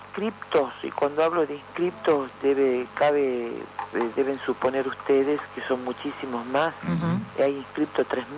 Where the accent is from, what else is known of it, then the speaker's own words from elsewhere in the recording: Ledesma, Jujuy, Argentina; Lo digo yo porque yo soy de acá, de Ledesma. Yo soy de Ledesma, he vivido toda mi vida acá. En este momento estoy en San Salvador de Jujuy por mi función gremial, pero tengo toda mi familia acá.